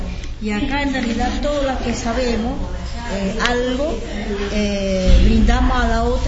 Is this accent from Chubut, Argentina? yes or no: yes; Lago Puelo, Chubut, Argentina; Soy de Lago, pertenezco a Lago Pueblo.